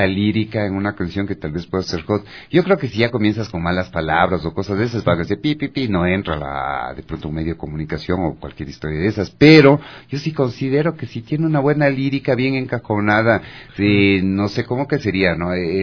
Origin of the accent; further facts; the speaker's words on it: Ecuador; todos nosotros que somos ecuatorianos, hacer ver que nuestro país vale mucho